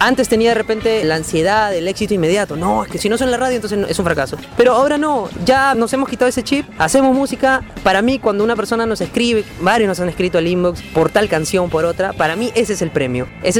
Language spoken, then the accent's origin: Spanish; Peru; o más que todo de nosotros como peruanos